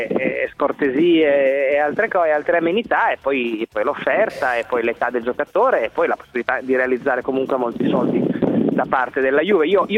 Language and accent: Italian; Turin, Piedmont, Italy; sono torinese, ma non juventino.